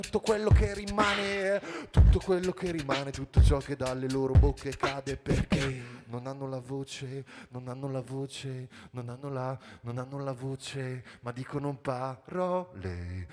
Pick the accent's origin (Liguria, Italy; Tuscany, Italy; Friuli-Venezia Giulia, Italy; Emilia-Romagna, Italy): Emilia-Romagna, Italy; Bologna; Vi invitiamo tutti il 18 giugno a Bologna, noi veniamo da Bologna